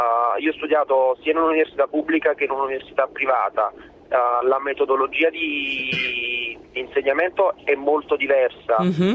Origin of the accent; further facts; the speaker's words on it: Naples, Campania, Italy; now in Milan, Italy; Io ho 29 anni, sono di Napoli, ma mi sono trasferito a Milano prima per studio, adesso per lavoro.